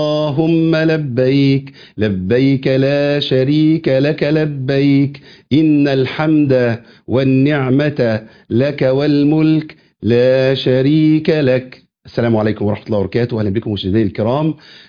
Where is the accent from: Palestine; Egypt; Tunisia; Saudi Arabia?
Egypt; يعني يكفي شرف لينا كمصريين